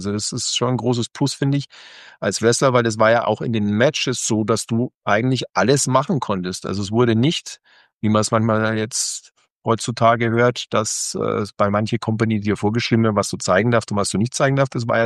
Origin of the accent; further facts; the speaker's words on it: Germany; Ich bin Deutscher und das ist mein Heimatland